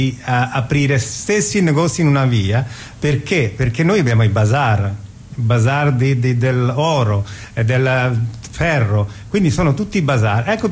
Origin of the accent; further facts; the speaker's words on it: Bangladesh; io che vengo dal Bangladesh sono povero